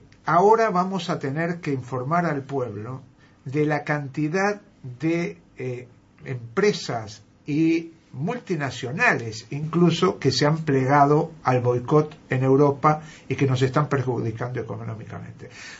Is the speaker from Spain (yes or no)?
no; Argentina; Sí, nos ha dolido realmente como argentinos.